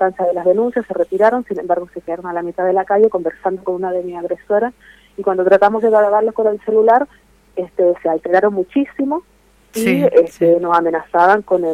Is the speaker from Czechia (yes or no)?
no; Chile; Yo soy chilena